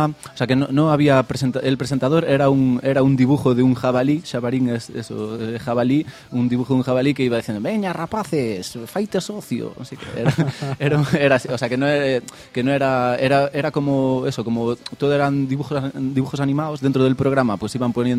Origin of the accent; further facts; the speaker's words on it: Arnoia, Galicia, Spain; Yo, mi pueblo, Arnoia, es ahí de cerca de Ribeira, esa comarca, y es cerca de Ourense.